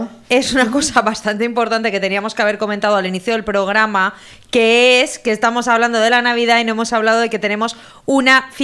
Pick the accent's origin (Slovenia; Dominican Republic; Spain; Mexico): Spain; Soy española, ¿qué quieres que te gane?